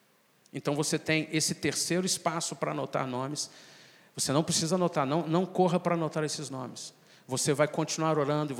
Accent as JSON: {"language": "Portuguese", "region": "Minas Gerais", "country": "Brazil", "said": "nós, como mineiros, somos muito, mas muito conservadores, muito mais fechados. Nós não temos o hábito de hospitalidade."}